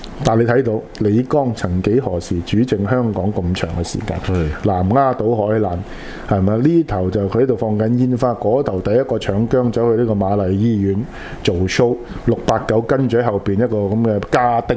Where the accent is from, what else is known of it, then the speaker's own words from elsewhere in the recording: Guangdong, China; 即係跳我哋廣東人叫跳老舞啦